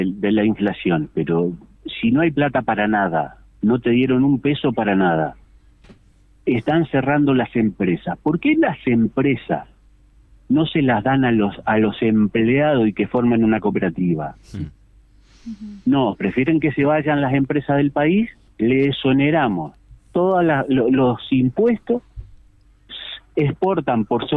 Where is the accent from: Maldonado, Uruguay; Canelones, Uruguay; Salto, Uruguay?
Canelones, Uruguay; Progreso; Yo soy de Progreso.